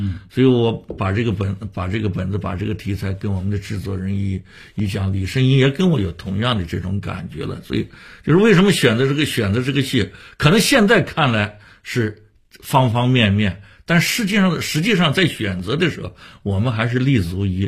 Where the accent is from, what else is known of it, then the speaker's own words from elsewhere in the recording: Shanghai, China; 回过头来我发现北京人也做过我们上海人的戏啊